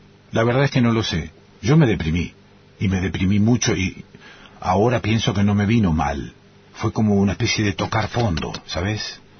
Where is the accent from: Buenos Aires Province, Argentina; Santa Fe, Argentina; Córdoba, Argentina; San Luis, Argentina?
Santa Fe, Argentina; Rosario; A ver, vengo de Rosario, una ciudad, te diría, mafiosa.